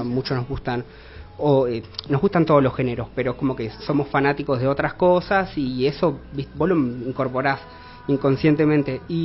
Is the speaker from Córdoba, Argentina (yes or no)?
no; Concordia, Entre Ríos, Argentina; now in Santa Fe, Argentina; yo soy de Concordia. Viste, todos paramos acá en Santa Fe